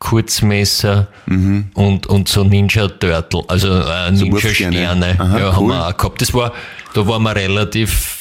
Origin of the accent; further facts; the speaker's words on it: England, United Kingdom; Also das ist natürlich, da muss man sagen, ich bin ja Engländer.